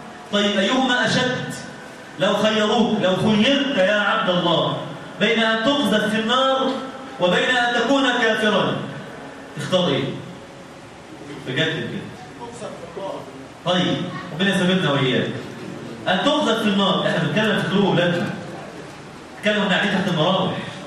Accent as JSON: {"language": "Arabic", "country": "Egypt", "said": "يعني إحنا كلنا مصريين ولا مش مصريين؟ ها؟ مصري."}